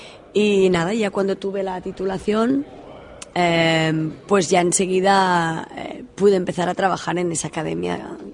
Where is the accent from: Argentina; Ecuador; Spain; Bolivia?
Spain; Girona, Catalonia; De Girona.